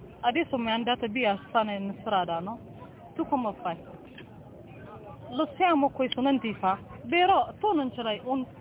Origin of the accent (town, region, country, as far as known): Eritrea; Italian is a second language; moved away as an adult; now in Italy